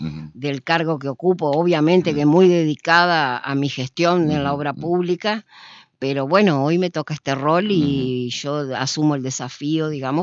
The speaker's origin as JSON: {"language": "Spanish", "town": "Concordia", "region": "Entre Ríos", "country": "Argentina", "tie": "born or raised there", "said": "nosotros somos de acá, de Concordia, nacimos acá, tanto Armando como yo nacimos acá"}